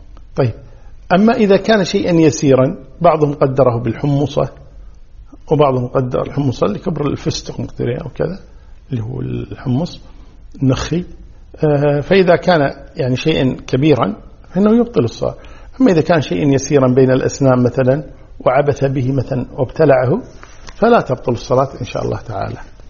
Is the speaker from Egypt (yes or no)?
no; Kuwait; عندنا في الكويت جنوب غرب